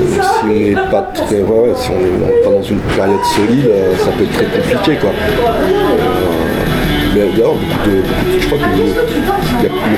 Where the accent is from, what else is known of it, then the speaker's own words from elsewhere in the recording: France; Enfin, c'est compliqué, nous, on est français.